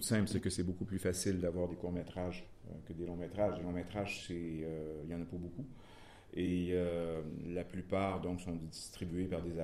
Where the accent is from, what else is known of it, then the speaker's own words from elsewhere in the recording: Quebec, Canada; je peux dire au moins que chez nous, au Québec, on constate un intérêt